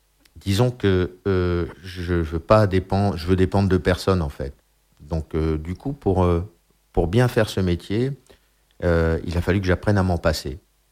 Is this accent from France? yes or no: no; Brussels, Brussels-Capital Region, Belgium; je parlais avec un petit accent, j'étais un petit peu comme ça, quoi, bon, parce que je venais de Bruxelles, donc oui. Déjà l'accent